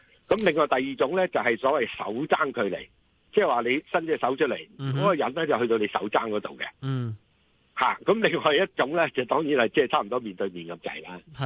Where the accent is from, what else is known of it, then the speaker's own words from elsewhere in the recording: Guangdong, China; 譬如我哋廣東人成日都話講嘢好大聲噶嘛